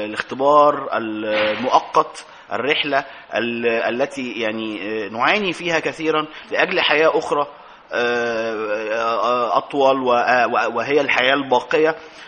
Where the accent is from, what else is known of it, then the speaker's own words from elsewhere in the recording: Egypt; طب ما احنا نفسنا كمصريين احنا ما شفناش ده.